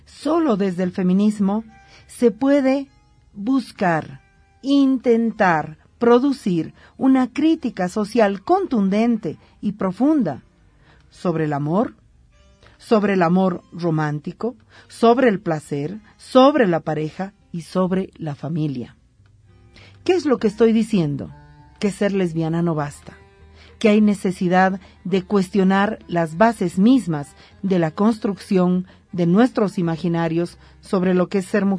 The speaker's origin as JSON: {"language": "Spanish", "country": "Bolivia", "said": "estoy convencida, como boliviana, como mujer, como feminista"}